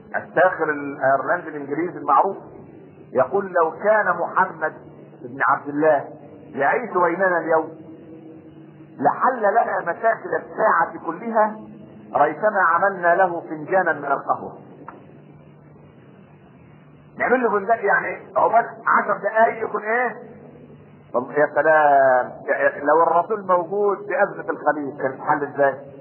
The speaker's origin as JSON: {"language": "Arabic", "country": "Egypt", "said": "واحنا كمصريين دي الفطره بتاعتنا"}